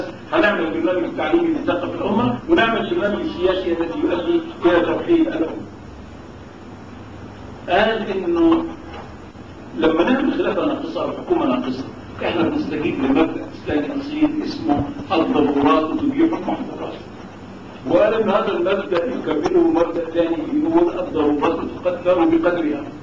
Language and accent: Arabic; Egypt; وكان في عندنا في مصر بعد كده سنتين